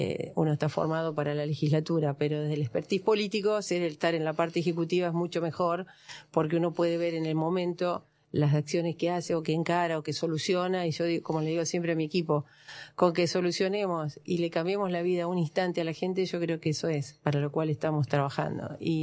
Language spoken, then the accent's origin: Spanish; Ingeniero Uruguay, Entre Ríos, Argentina; En el medio dejé la concejalía para asumir la delegación de Ingeniero Uruguay, lugar que me enorgullece porque yo soy nativa de Ingeniero Uruguay